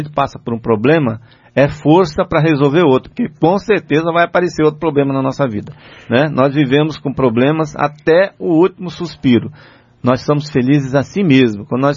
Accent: Patamuté, Bahia, Brazil; quando eu falo que eu sou de Patamuté, fica todo mundo dando risada

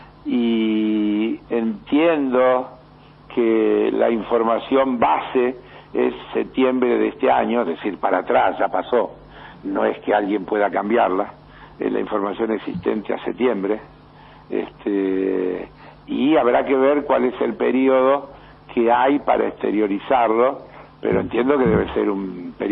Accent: Argentina; nosotros somos argentinos y en segundo lugar latinoamericanos.

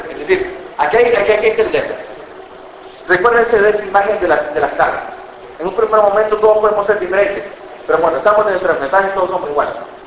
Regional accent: El Salvador; yo soy salvadoreño.

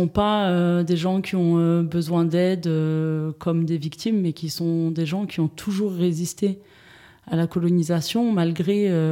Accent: Saint-Étienne, Auvergne-Rhône-Alpes, France; j'ai grandi à Saint-Étienne. J'ai grandi à Saint-Étienne dans un quartier populaire de la ville avec plein de gens de toute origine, de tout horizon.

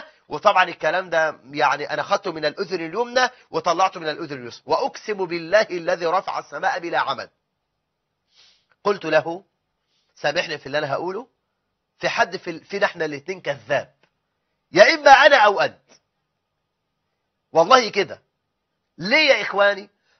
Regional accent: Egypt; احنا عندنا في مصر 850 الف ساحر ودجال ومشعوذ

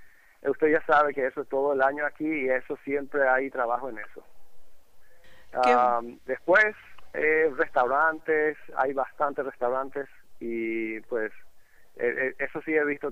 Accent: Paraguay; now in Tampa, United States; aquí hemos podido reunir como 30 paraguayos que estamos aquí en Tampa

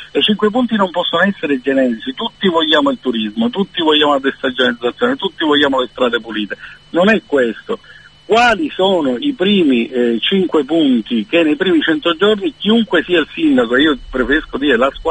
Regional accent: Palermo, Sicily, Italy; tu sai che io sono palermitano.

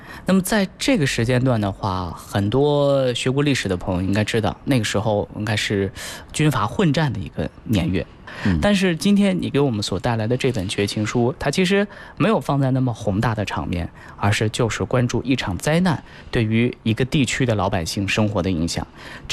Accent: Gansu, China; 也包括咱俩的家乡。你是陕西人，我是甘肃人，

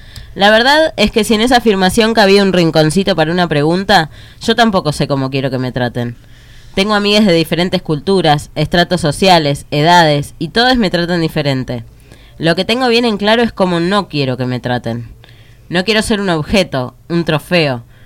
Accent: 25 de Mayo, Buenos Aires Province, Argentina; en mi pueblo natal, que es 25 de mayo, estoy muy contenta por eso, porque 25 siempre fue un pueblo muy conservador y muy cuadrado, en cierto sentido.

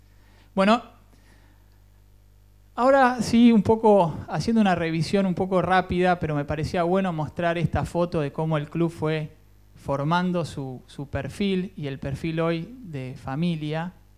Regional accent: Cuba; por ahí más como abogado y como cubano, para dónde va esto

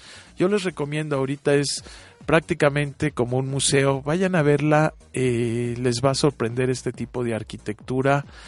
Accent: Mexico; y si somos mexicanos, pues habiendo tantos arquitectos reconocidos internacionalmente

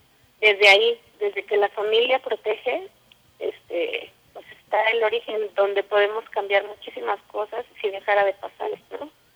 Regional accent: Iztapalapa, Mexico City, Mexico; Los grafitis que salen ahí están por mi casa, nosotros somos de Iztapalapa.

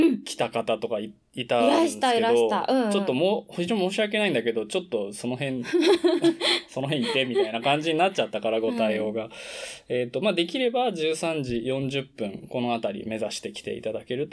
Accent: Tokyo, Japan; 俺東京の人なのにね、もともとね。

